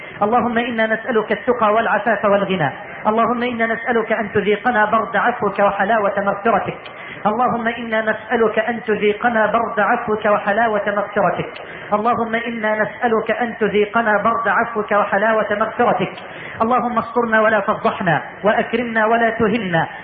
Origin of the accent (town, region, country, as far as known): Egypt